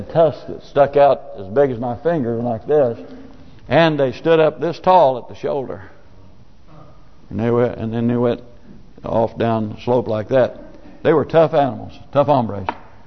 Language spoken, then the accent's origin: English; Nebraska, United States; when I was growing up in Nebraska, we would have coyote hunts because we raised a lot of cattle.